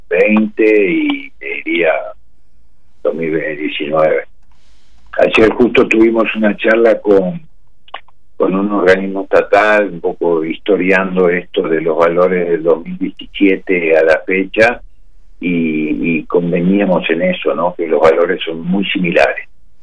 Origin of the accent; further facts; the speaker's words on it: Uruguay; los uruguayos vimos el espacio y dijimos, bueno, después, como somos los uruguayos, ¿no?